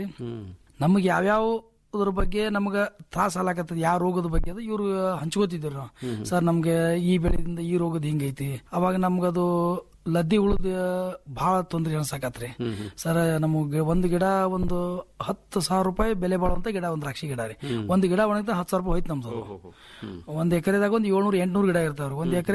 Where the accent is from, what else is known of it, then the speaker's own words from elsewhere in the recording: Babanagar, Karnataka, India; ನಮ್ಮ ಊರು ಬಾಬಾನಗರ, ತಿಕೋಟ ತಾಲೂಕು, ವಿಜಯಪುರ ಜಿಲ್ಲೆ ರೀ.